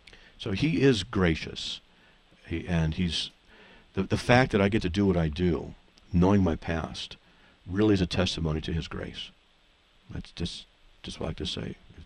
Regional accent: California, United States; moved away; What do I know? I'm from Southern California. Moved here 8 years ago.

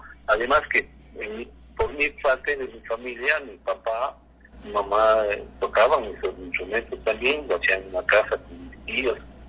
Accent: Quito, Pichincha, Ecuador; porque yo desde los 15 años en mi barrio de San Roque, en Quiteño, soy de San Roque

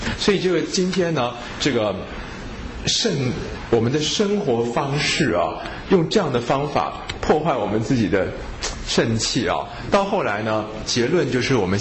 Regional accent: Taiwan; 可是我们台湾人去旅行呢，就觉得哇好脏啊好恐怖哦

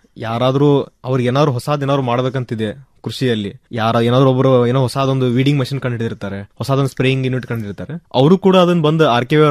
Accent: Babaleshwar, Karnataka, India; ನಂದ proper ಬಂದ್ಬಿಟ್ಟು ಬಿಜಾಪುರ ಹತ್ರ Babaleshwar. So ವಿದ್ಯಾಭ್ಯಾಸ ಆಗೋ ಪ್ರೈಮರಿ ಎಜುಕೇಶನ್ ಎಲ್ಲ ಅಲ್ಲಿ ನಾನು ಬಿಜಾಪುರಲ್ಲಿ ಮುಗಿಸಿದ್ದೆ.

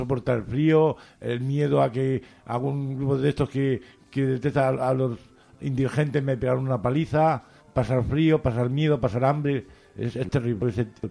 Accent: Cartagena, Region of Murcia, Spain; En Cartagena, Murcia. Es una ciudad costera muy bonita y con mucha historia. Sí. Y muy noble.

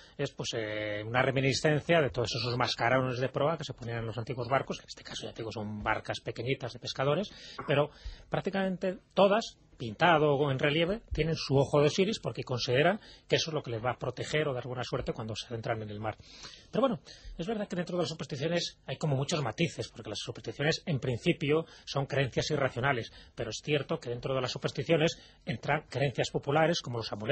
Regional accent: Malta; Spanish is a second language; yo vengo de Malta, y en Malta somos supersticiosos también

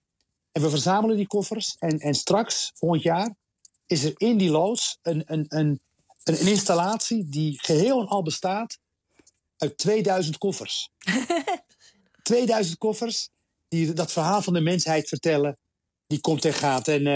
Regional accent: Rotterdam, South Holland, Netherlands; Ik kom zelf uit Rotterdam. En onze wereld reikt. Rotterdam is eigenlijk de wereld in het klein. Honderden nationaliteiten.

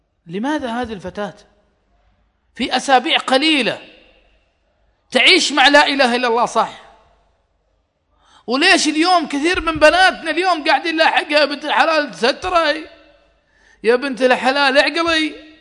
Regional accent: Saudi Arabia; حريمنا ما يسوقون عندنا في السعودية

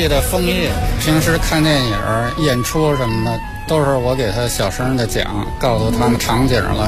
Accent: Beijing, China; 也是北京人。

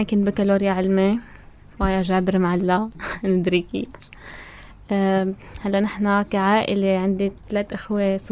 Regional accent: Tartus, Tartus Governorate, Syria; لا أنا ساكنة بطرطوس من صغري.

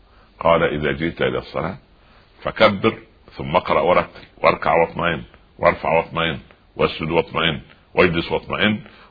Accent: Egypt; تعودنا عليه كمصريين وعرب

